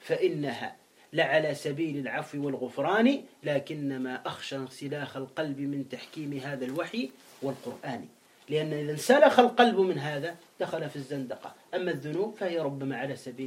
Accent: Tunisia; احنا عندنا في تونس بعض الشيوعيين يقول لا إله والحياة مادة

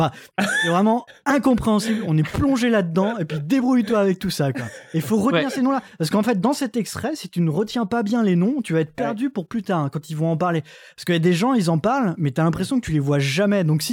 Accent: France; en tant que Français, c'est un peu compliqué parce qu'on ne nous l'apprend pas en histoire géo

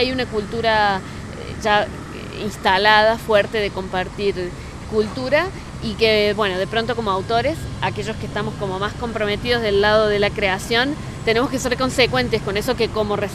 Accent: Córdoba, Argentina; yo vengo de Córdoba, Argentina.

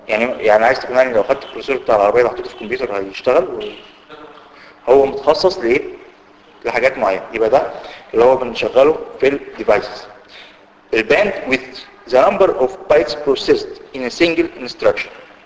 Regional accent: Egypt; ودي ما نزلش لسه عندنا في مصر لكن موجود فعلا في امريكا

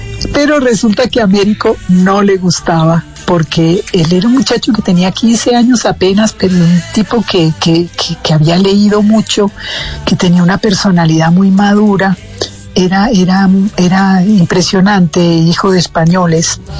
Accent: Argentina; now in Colombia; en la época en que yo me vine de Argentina, en el año 70

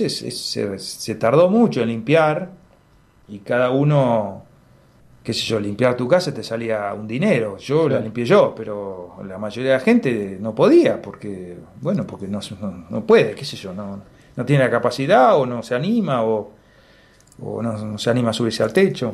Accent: Patagonia, Argentina; más de lo que somos como patagónicos, ¿no?

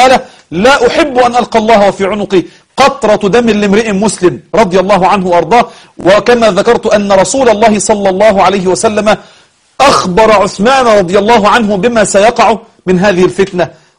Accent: Egypt; هو إحنا كمصريين المصريون بفضل الله أصحاب طيبة،

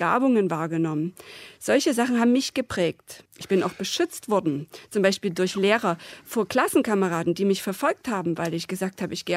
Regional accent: East Germany, Germany; born there; Ich bin im Osten geboren und ich bin eben nicht in den Westen ausgewandert.

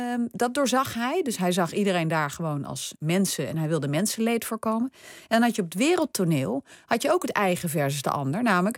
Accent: Netherlands; Nou ja, we hebben natuurlijk als Nederlander allemaal een gevoel bij het woord collaboratie.

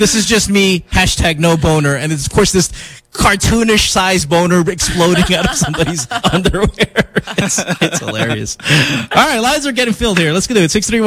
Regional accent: Bolivia; When I grew up in Bolivia

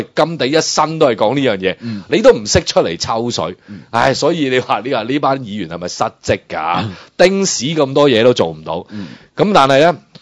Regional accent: Guangdong, China; 我哋广东人只会讲一回山，两回熟，三回就大结局噶啦

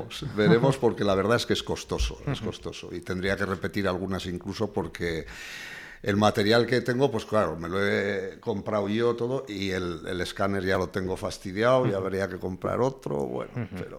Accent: Peralta, Navarre, Spain; porque yo soy de Peralta, de un pueblo de la Ribera, y allí eso no existía.

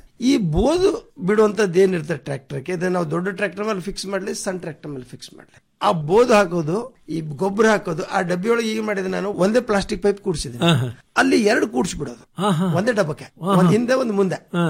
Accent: Muttangi, Karnataka, India; ನಾನು ನಮ್ಮ ಊರಲ್ಲಿ ಬೀದರ್ ಡಿಸ್ಟಿಕ್ ಹುಮನಾಬಾದ್ ತಾಲೂಕು ಅಥವಾ ಚಿಡಗೋಪ ತಾಲೂಕು ಮುತ್ತಂಗಿಯಲ್ಲಿ ಮಾಡಿರುವಂತ ಒಂದು ಮಷೀನ್

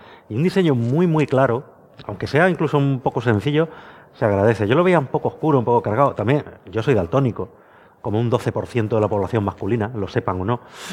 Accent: Valdemoro, Community of Madrid, Spain; me recuerda a la entrada de mi pueblo en Valdemoro

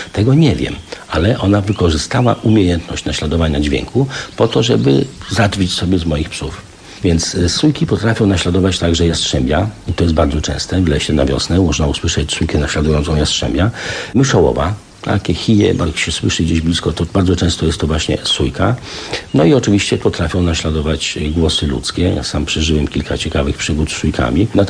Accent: eastern Poland, Poland; ja jestem ze wschodu, mnie rzadko głowa boli po nocy sylwestrowej

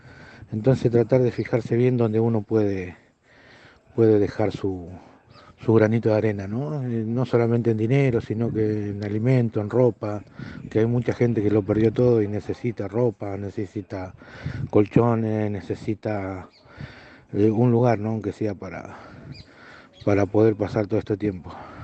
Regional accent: Buenos Aires, Argentina; now in Corrientes, Argentina; Yo soy un porteño que hace como 8 años, 9 años que vivo acá.

